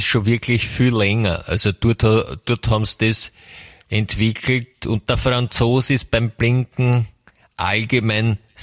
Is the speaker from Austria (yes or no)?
yes; Austria; Ich meine, bei uns in Österreich, wir sind ein kleines Land